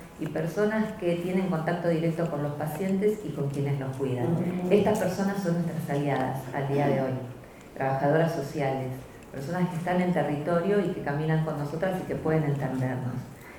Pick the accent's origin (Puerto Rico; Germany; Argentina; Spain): Argentina; como somos argentinas y somos hijas de las madres de la Plaza de Mayo